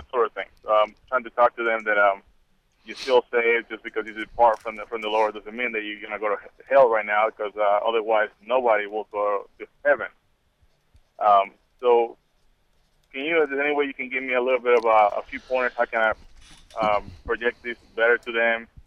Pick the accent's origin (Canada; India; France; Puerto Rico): Puerto Rico; now in Boise, United States; I am from Puerto Rico, but I'm living in Boise right now.